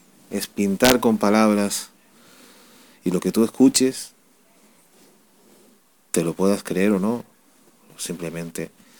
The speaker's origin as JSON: {"language": "Spanish", "country": "Spain", "said": "Con una radio que no se actualiza en mi país, España"}